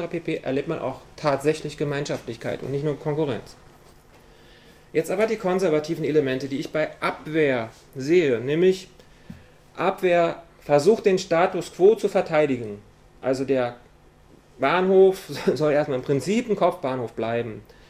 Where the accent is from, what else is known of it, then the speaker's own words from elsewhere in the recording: Berlin, Germany; Zwei Beispiele, ich komme aus Berlin